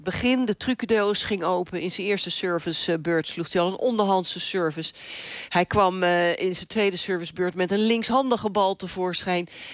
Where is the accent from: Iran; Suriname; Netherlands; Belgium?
Netherlands; Wij lachen ons rot natuurlijk als Nederlanders.